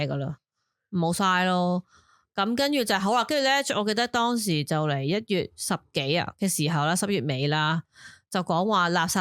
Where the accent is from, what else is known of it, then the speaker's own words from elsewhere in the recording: Hong Kong; 我谂我哋香港人都近呢20年啊